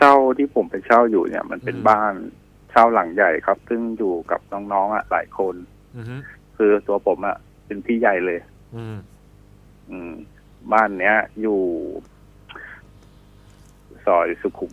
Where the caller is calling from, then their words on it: Kamphaeng Phet, Thailand; ที่กำแพงเพชรครับ